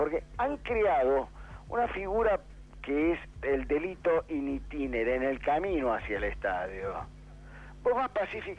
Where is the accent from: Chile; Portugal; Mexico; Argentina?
Argentina; yo decía que en mi país está prolijamente eludido el debate del porqué de la violencia externa, la del que agrede al otro, porque ese debate definiría quiénes son todos los responsables mayores de una Argentina